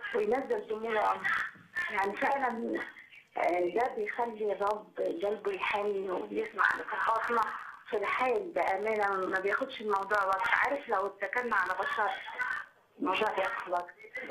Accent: Minya, Minya Governorate, Egypt; now in Asyut, Egypt; انا اصلا من المنيا من بلد الاخ نجيب.

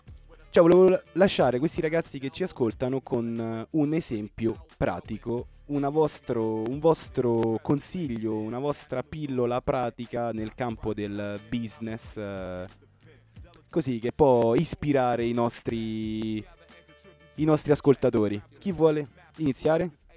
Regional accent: Rome, Lazio, Italy; now in Spain; perché so di Roma. Perché è importante, sto portando il romano qui alle Canarie, ragazzi.

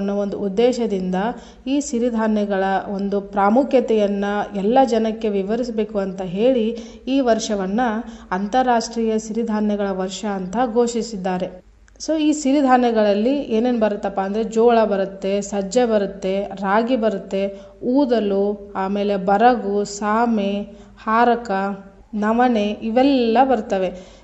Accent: Karnataka, India; ನಾವು ಉತ್ತರ ಕರ್ನಾಟಕದವರು

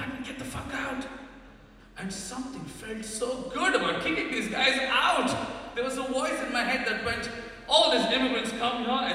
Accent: India; because I'm from India and silence is gold.

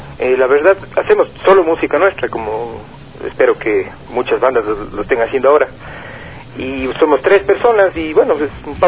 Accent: Cuenca, Azuay, Ecuador; sí, bueno, si me escuchan ahora cantando, sí, bueno, está claro que soy de Cuenca, ¿no?

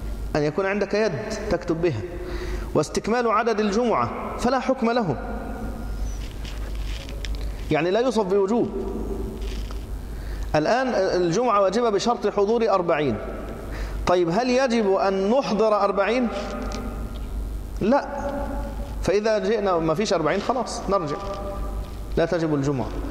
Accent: Egypt; وأنا مصري

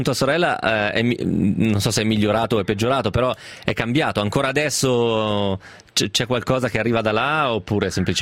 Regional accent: Piedmont, Italy; essendo piemontese anch'io, non so se Zarro è solo dalle parti nostre.

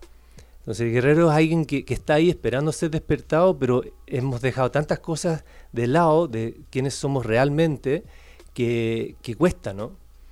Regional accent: California, United States; Soy de los Estados Unidos, por si acaso, de California, viví mucho tiempo ahí.

